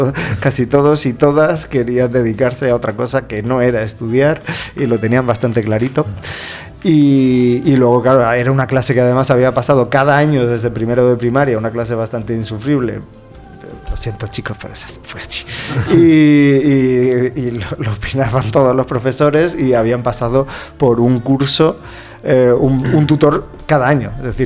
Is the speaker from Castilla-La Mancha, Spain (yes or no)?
yes; Albacete, Castilla-La Mancha, Spain; De Albacete. Yo soy albaceteño.